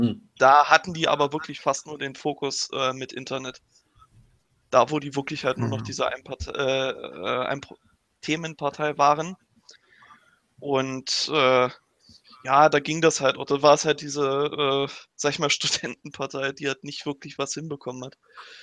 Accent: East Germany, Germany; komme ich ja aus dem Osten und im Sachsen-Anhalt-Landesverband

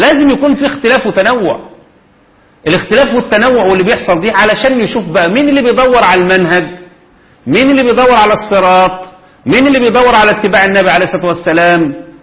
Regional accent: Egypt; لو كان ده حق مشروع زي ما هو كفل الدستور عندنا في مصر

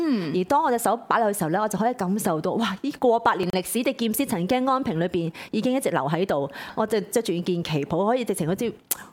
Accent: Hong Kong; 似唔似我哋香港人平時擺啲叫做八卦喺個門口一樣啊？

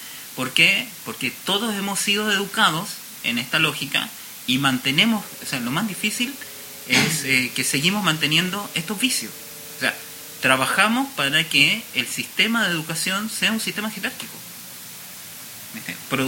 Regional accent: Chile; Yo que vengo de Chile, en Chile no existen las clínicas de arte.

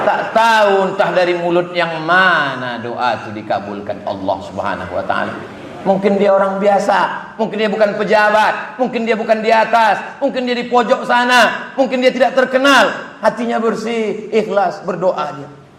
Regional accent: Riau, Indonesia; Saya dari Riau.

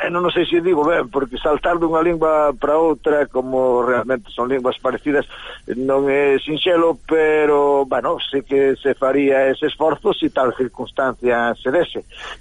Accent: Vigo, Galicia, Spain; Bueno, e eu son vigués

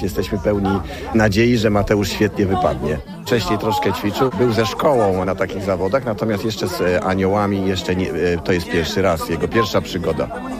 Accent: Gassy, Masovian Voivodeship, Poland; Ja jestem z Gasów nad Wisły, także przyjechaliśmy.

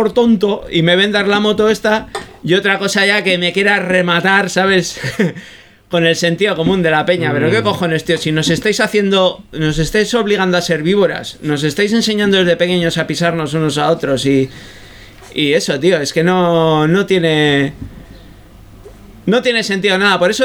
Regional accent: Bilbao, Basque Country, Spain; yo que soy bilbaíno, me he criado entre Uribarri y Las Cortes, y que era donde tenía mi aita, el taller

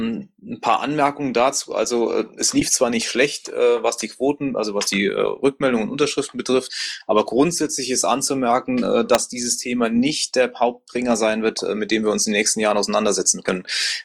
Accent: Saarland, Germany; wie man das hier bei uns im Saarland teilweise versucht anzustreben.

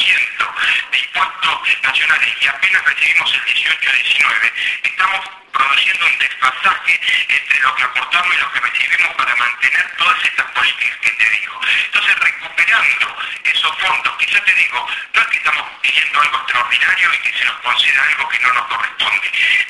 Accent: Buenos Aires Province, Argentina; los recursos que nos corresponden como bonaerense.

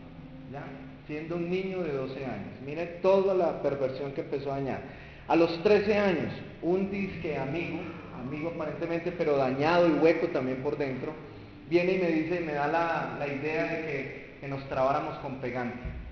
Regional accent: Buga, Valle del Cauca, Colombia; born there; Nací en Bugavalle, en un hogar muy disfuncional.

